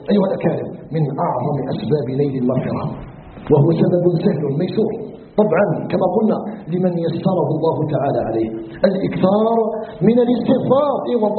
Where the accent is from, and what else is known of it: Algeria